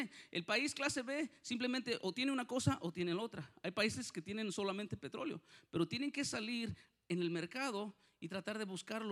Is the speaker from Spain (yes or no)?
no; Mexico; en México, yo soy de México, para los que no, que parezco italiano, pero soy de mexicano.